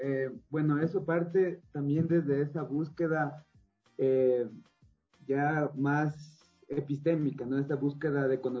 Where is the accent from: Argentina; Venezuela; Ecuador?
Ecuador; Quito, Pichincha; Mis padres, mi familia es de Loja, del sur. Yo soy quiteño, nací aquí, viví aquí